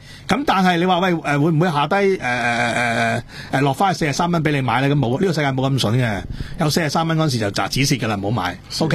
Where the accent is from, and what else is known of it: Hong Kong